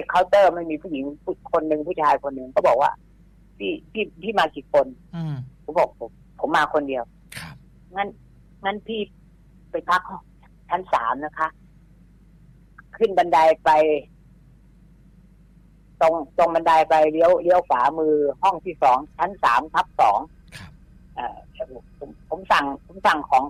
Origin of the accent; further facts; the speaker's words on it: Saraburi, Thailand; ผมก็ต้องผ่านตัวจังหวัดสระบุรีบ้านผม